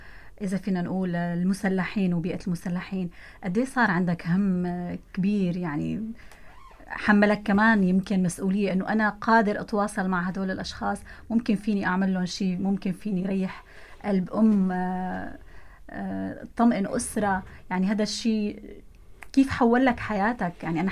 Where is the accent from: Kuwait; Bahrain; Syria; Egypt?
Syria; نقرب من بعض أكثر كسوريين